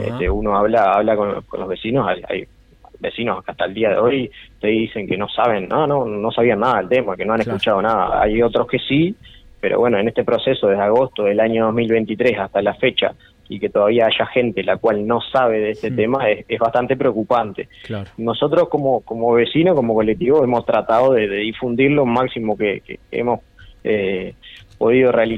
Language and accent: Spanish; Pando, Canelones, Uruguay; y bueno, yo que soy de Pando, pero estamos relativamente cerca, lo que nos separa es el arroyo Pando, digamos.